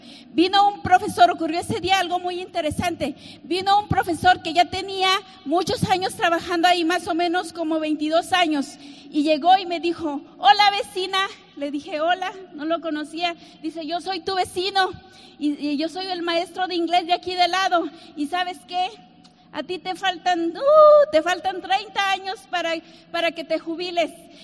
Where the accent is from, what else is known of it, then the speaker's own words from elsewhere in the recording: Mexico; born there; yo nací en México en una familia de nueve hermanos, imagínate, muy numerosa.